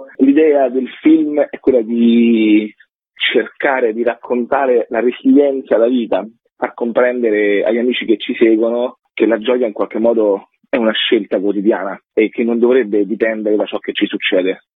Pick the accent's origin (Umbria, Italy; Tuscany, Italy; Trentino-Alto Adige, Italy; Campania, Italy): Tuscany, Italy; Io sono toscano e mi ricordo quando ero piccolo